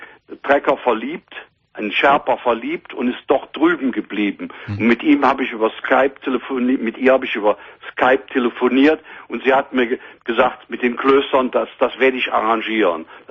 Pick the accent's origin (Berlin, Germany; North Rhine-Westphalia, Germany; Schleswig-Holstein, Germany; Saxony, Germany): North Rhine-Westphalia, Germany; Cologne; als Kölsche Jung